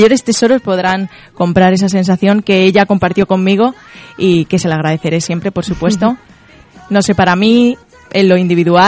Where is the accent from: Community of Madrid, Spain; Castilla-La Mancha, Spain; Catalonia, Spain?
Community of Madrid, Spain; Mejorada del Campo; la ilusión de mi vida era cantar en mi tierra, en Mejorada del Campo